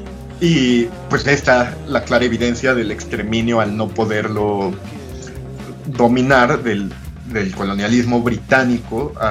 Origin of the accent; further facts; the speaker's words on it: Mexico; nosotros como mexicanos tenemos nuestra raíz española, aunque la renegamos, porque es parte de este colonialismo interno, buscar un enemigo en común, y tenemos la parte indígena.